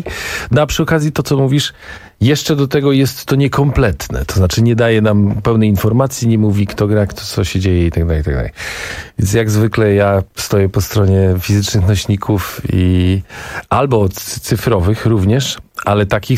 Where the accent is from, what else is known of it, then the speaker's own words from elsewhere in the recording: Gdańsk, Pomeranian Voivodeship, Poland; Ale ja się wychowałem w Gdańsku i większość twarzy i tych ludzi kojarzę.